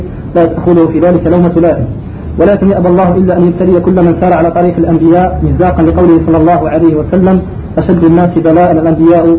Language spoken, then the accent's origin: Arabic; Algeria; خاصة بعد توالي الفتن على بلادنا الجزائر